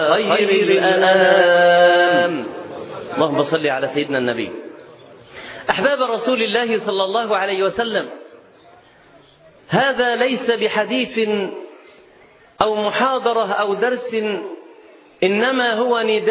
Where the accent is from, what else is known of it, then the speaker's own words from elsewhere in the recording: Nazlet Khayal, Sharqia Governorate, Egypt; وقريتنا اسمها نزلة خيال في محافظة الشرقية، مركز أبو كبير.